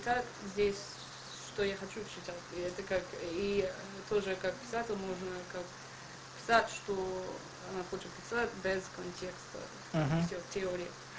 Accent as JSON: {"language": "Russian", "country": "United States", "second_language": "Russian", "said": "я не знал, и я приехала из Америки"}